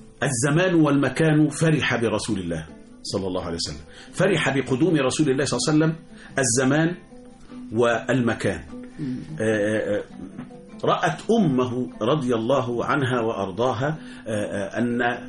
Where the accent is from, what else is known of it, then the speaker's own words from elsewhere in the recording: Egypt; وإحنا كشعب مصر، إحنا كمصريين كل حاجة عندنا بالصلاة على النبي